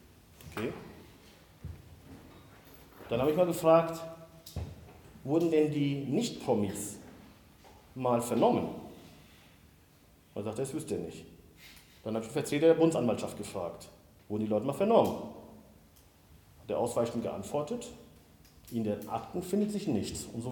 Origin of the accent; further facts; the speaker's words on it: Siegen, North Rhine-Westphalia, Germany; meine Heimatstadt Siegen